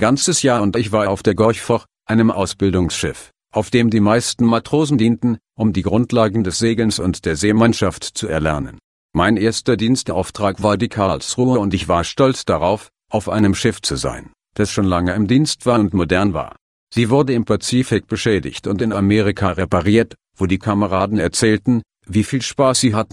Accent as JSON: {"language": "German", "town": "Szczecin", "region": "West Pomeranian Voivodeship", "country": "Poland", "tie": "born or raised there", "said": "Ich bewarb mich in Stettin, meiner Heimatstadt, und wurde angenommen"}